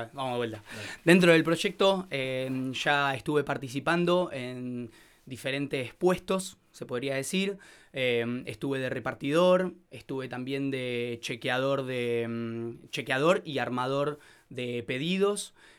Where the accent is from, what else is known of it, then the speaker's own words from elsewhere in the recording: Buenos Aires, Argentina; now in Bariloche, Argentina; Yo soy de Buenos Aires, capital, y tenía muchas ganas de irme a otro lugar a vivir y ganar en calidad de vida. Y surgió esta oportunidad para venirme y continuar con el negocio de mi amigo.